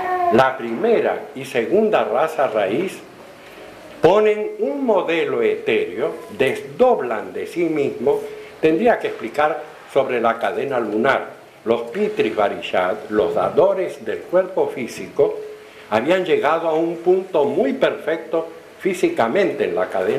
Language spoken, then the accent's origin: Spanish; Argentina; una bota de vino de esas que yo veía en mi niñez en Argentina